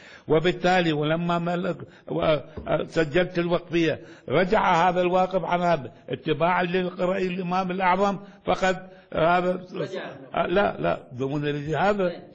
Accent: Baghdad, Baghdad Governorate, Iraq; ولذلك كان في عندنا في بغداد

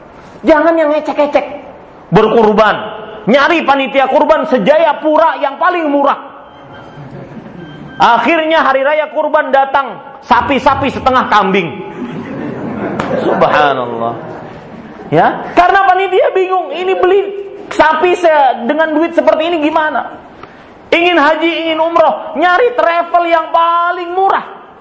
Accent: Banjarmasin, South Kalimantan, Indonesia; kalau di Banjarmasin di kota saya dari Kalimantan Selatan

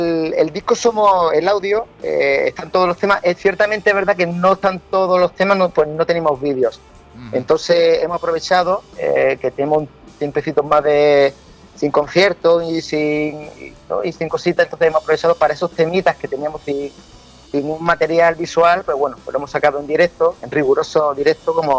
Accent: Málaga, Andalusia, Spain; Que la adoramos como malagueño y como malacitano y como malaguita

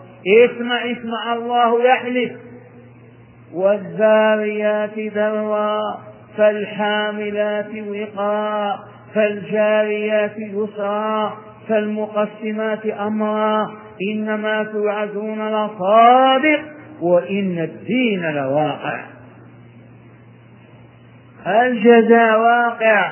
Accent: Hejaz, Saudi Arabia; الضريع أهل البادية عندنا في الحجاز يعرفونه

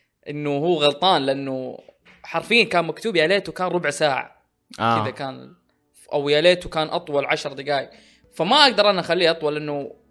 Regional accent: Saudi Arabia; ما اقول عشان اني سعودي يبين الحين ان انا متحيز

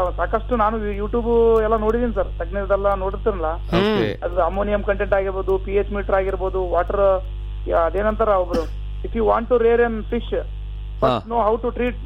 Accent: Vadavatti, Karnataka, India; Sir ನಮ್ದು ವಡವಟ್ಟಿ ಅಂತ sir, Siruvara ಅಂತ ಒಂದು ತಾಲೂಕ್ ಇದೆ ಸರ್.

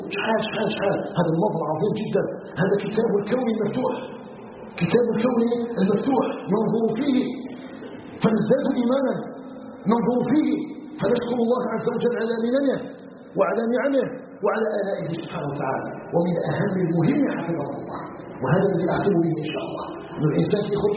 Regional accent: Algeria; أن يجعل بلدنا الجزائر بلدا آمنا آمنا آمنا مطمئنا وسائر بلاد المسلمين.

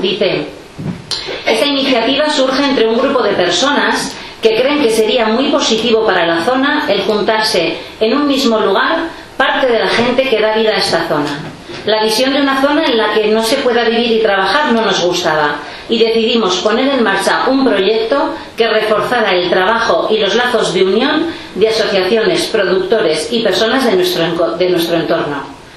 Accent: Olondriz, Navarre, Spain; vengo de Olondri, de un pueblo del Valle de Erro.

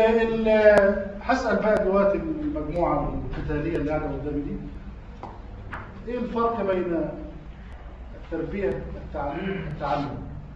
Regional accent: Egypt; أنا راجل محلل اجتماعي تربوي، كان في اعلان عندنا في مصر

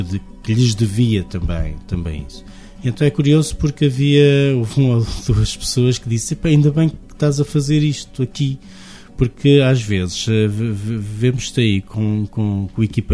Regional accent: Alvoco, Guarda, Portugal; dou mais uma vez o exemplo de Alvoco, porque é a minha terra

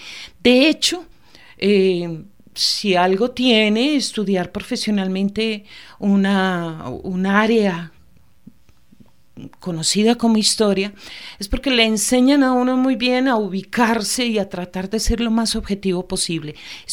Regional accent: Antioquia, Colombia; yo soy antioqueña, pero como historiadora

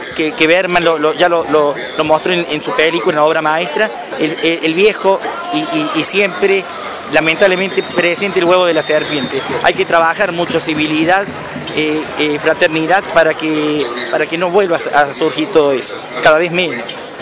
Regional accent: Córdoba, Argentina; Yo soy de Córdoba, pero teníamos parientes de Jesús María.

